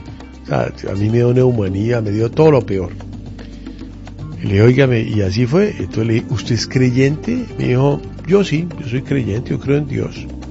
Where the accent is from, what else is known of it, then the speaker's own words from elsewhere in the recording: Bolivia; now in Colombia; Yo soy boliviano y soy... Yo soy ciudadano de este país